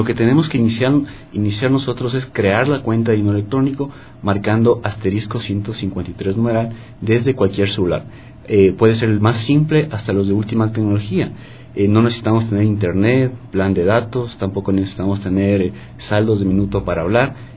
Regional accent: Ecuador; Nosotros como ecuatorianos debemos estar orgullosos de este sistema que tenemos

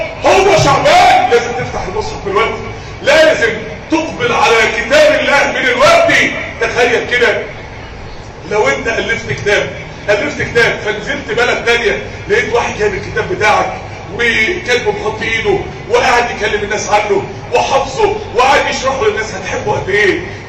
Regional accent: Mansoura, Dakahlia, Egypt; عندنا في المنصورة من اسبوعين شباب، يعني شباب صغير

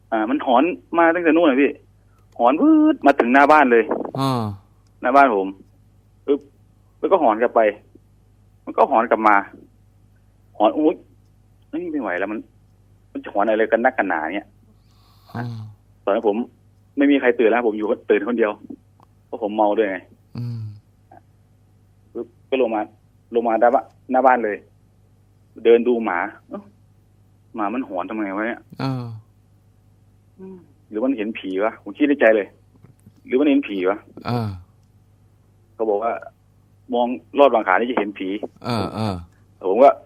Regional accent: Sakon Nakhon, Thailand; ผมเนี่ยเป็นคนสกลนคร

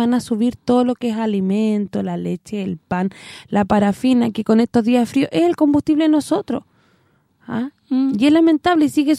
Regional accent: Chile; No me da satisfacción decir que soy chilena.

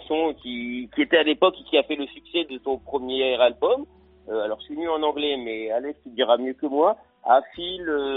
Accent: Nice, Provence-Alpes-Côte d'Azur, France; Non, je suis bien chez moi à Nice.

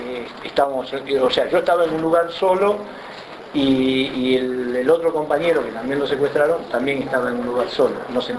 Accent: Las Flores, Buenos Aires Province, Argentina; yo soy de Las Flores

